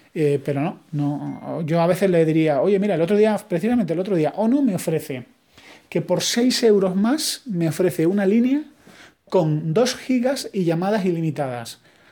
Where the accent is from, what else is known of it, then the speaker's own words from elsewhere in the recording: Spain; yo como español lo veo como tarifa de datos es cara